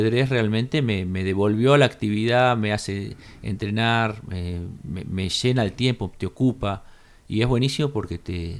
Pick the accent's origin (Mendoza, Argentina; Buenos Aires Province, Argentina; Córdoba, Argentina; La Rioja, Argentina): Córdoba, Argentina; Capilla del Monte; que somos de acá de Capilla del Monte